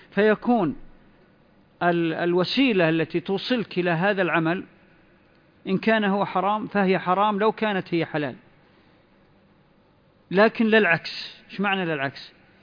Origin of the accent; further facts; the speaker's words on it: Saudi Arabia; ربما أنتم ما حدثت عندكم مثل الظواهر اللي بدأت تظهر عندنا في السعودية